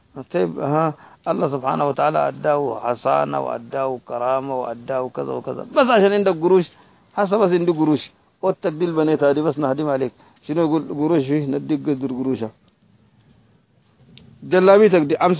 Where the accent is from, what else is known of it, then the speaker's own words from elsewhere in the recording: Sudan; زي النصارى الموجودين هسه عندنا في السودان